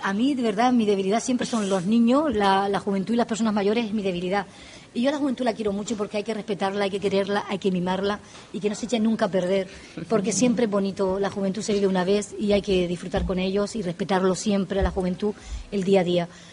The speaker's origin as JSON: {"language": "Spanish", "region": "Canary Islands", "country": "Spain", "said": "Las Palmas de Gran Canaria. Ahí soy yo, de Gran Canaria"}